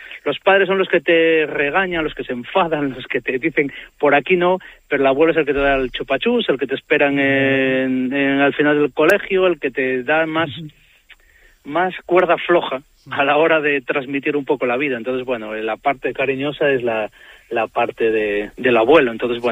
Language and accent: Spanish; Puente Domingo Flórez, Castile and León, Spain; also born or lived in Galicia; como yo que nací en Galicia, que al final soy del Puente Domingo Flor, que pertenece a León, pero es la parte de que intento transmitir del mundo lo que es la frontera donde yo vivo